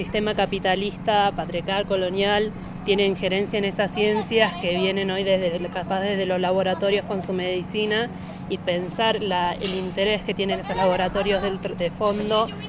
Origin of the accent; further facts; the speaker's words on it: Argentina; Nosotras somos de Argentina